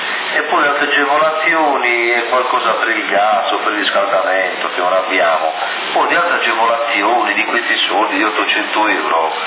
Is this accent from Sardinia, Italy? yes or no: yes; Ossi, Sardinia, Italy; perché io sono di Ossi, a Sassari dovrei avere la residenza